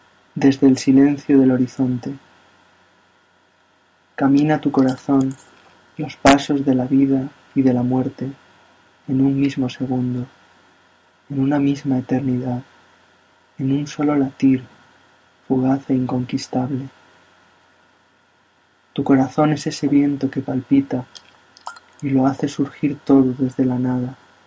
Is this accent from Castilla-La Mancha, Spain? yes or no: yes; Albacete, Castilla-La Mancha, Spain; soy de Albacete, España.